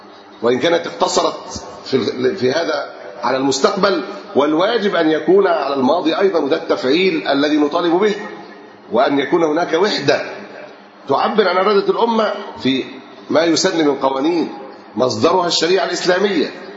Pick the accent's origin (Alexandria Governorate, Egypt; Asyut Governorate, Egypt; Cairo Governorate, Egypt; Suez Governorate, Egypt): Alexandria Governorate, Egypt; Alexandria; احنا عندنا في اسكندرية التجار في أحد الشوارع قالوا